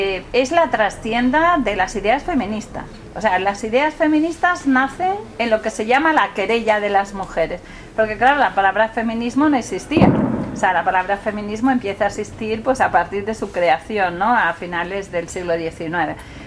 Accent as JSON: {"language": "Spanish", "town": "Oviedo", "region": "Asturias", "country": "Spain", "said": "Yo soy de Oviedo, por cierto, que quede claro, que me siento muy de ahí"}